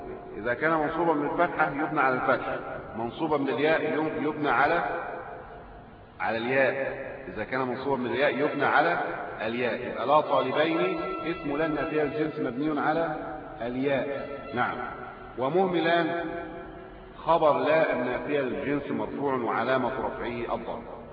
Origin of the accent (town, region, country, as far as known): Egypt